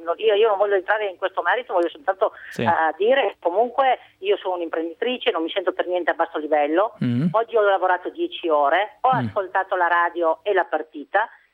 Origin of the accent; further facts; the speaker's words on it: Veneto, Italy; Io sono veneta e vorrei anche parlare il dialetto veneto